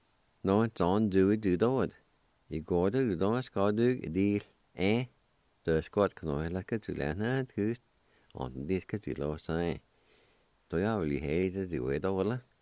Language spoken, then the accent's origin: English; Jay, Oklahoma, United States; he and I grew up together in Jay, Oklahoma, years ago.